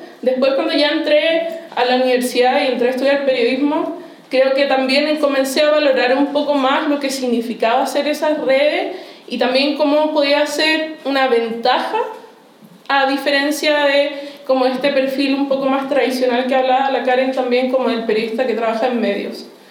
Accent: Hualqui, Biobío, Chile; Yo soy de Concepción, específicamente de Hualqui, que es como un pueblo chico que queda afuera

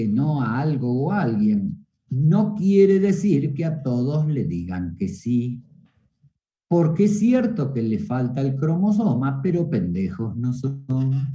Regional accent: Argentina; como soy argentino te voy a llevar a un muy buen restaurante argentino para que conozcas la comida de mi tierra

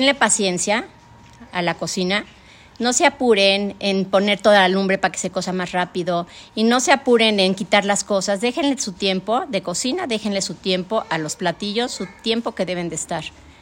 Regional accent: Mexico City, Mexico; born there; Nací en México, en la Ciudad de México, el 31 de marzo de 1952.

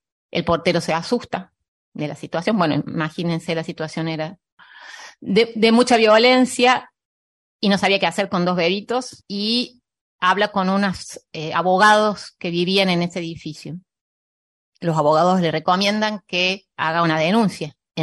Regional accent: Mendoza, Argentina; born there; había nacido en Córdoba, aunque yo nací en Mendoza.

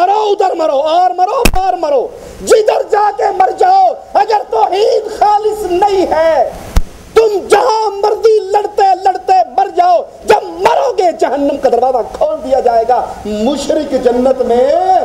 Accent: Multan, Punjab, Pakistan; میں ملتان کا رہنے والا ہوں, اپنی آنکھوں کا منظر آپ کو سناتا ہوں

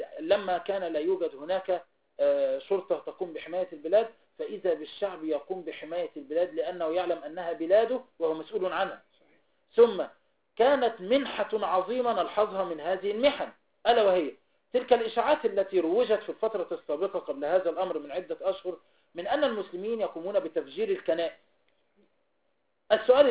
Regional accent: Egypt; إذن نحن شعب مصري يدا واحدة

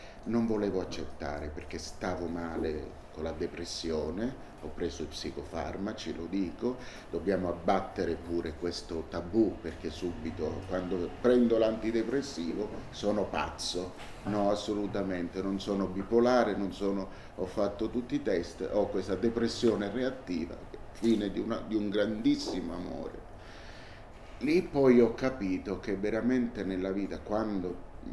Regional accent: Naples, Campania, Italy; quando non ci sarò più, portatemi a Napoli, perché lì è la mia terra.

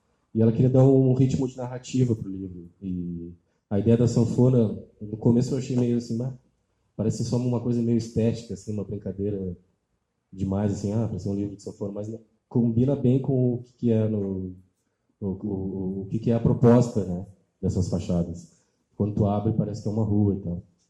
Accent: Pelotas, Rio Grande do Sul, Brazil; Que são da cidade onde eu nasci, que é Pelotas, no Rio Grande do Sul. Que é uma cidade do interior.

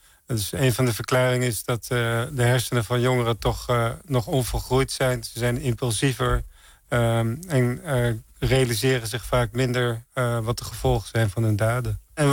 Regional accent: Santpoort, North Holland, Netherlands; Nee, ik kom uit Zandpoort. Het is een heel... tegen Bloemendaal aan.

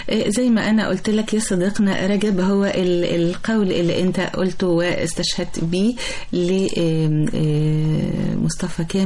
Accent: Egypt; طبعا الواحد بيفتخر والله ان هو مصري الى ابد الابدين ان شاء الله

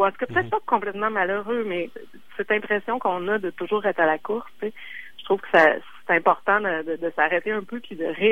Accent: Quebec City, Quebec, Canada; je viens de Québec, j'ai étudié au Cégep plein de fois, et j'ai travaillé chez Cossette aussi, à Québec, en pub.

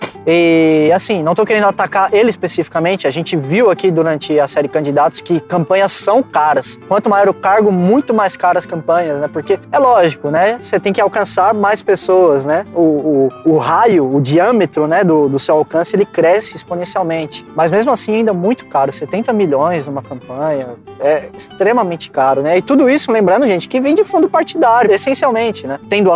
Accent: São Paulo, Brazil; Falando aqui de São Paulo, que a gente é de São Paulo, sempre fomos de São Paulo

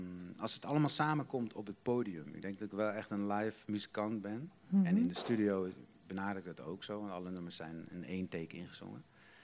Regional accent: Limburg, Netherlands; now in Amsterdam, Netherlands; Ik kom uit Limburg, hè, zoals ik... Had ik dat al gezegd? Nee. Ik kom uit Limburg.

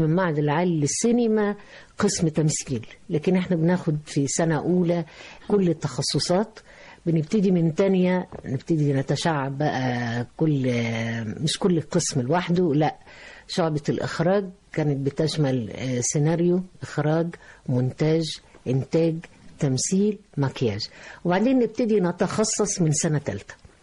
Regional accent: Egypt; في النهاية احنا بنحمل جوانا، انا مش عايز اقول الشركسي وإلى آخره، لكن عايز اقول ان انا مصرية 100%.

